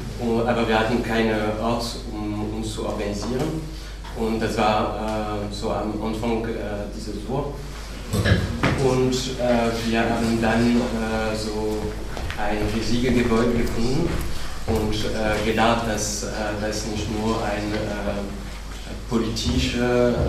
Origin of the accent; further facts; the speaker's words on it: Paris, Île-de-France, France; Also ich komme aus Paris